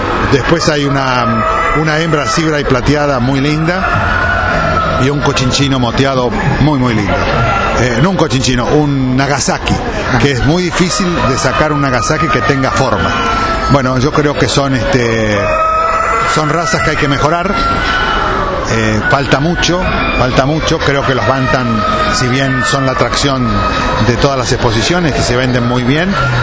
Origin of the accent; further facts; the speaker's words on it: Saladillo, Buenos Aires Province, Argentina; yo empecé a los 8 años cuando yo soy oriundo de Saladillo